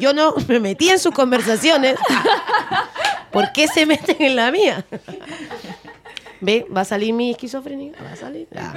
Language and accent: Spanish; Peru; moved away as an adult; now in Chile; tengo 39 años, y de mi vida yo me vine a los 19. Tengo un año más aquí viviendo en Chile. O sea, yo soy mitad chilena, mitad peruana. Tengo una esencia y unos valores bien peruanos